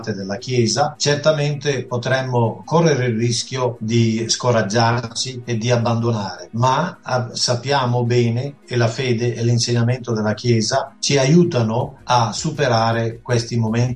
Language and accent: Italian; Somalia; Italian is a second language; siccome vengo dalla Somalia dove ho imparato il somalo